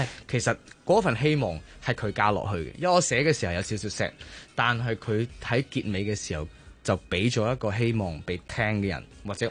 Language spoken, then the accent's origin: Cantonese; Macau; 我係一個澳門人啦。其實我以前咧真係唔識香港啲地方嘅。